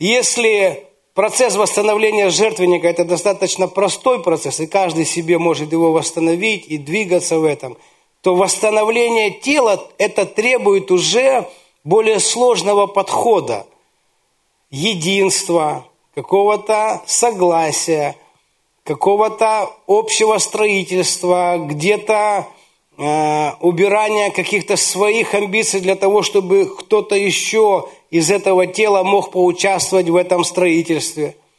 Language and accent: Russian; Ukraine; мы с Украины, и там рядом с Днепром есть город Кривой Рог.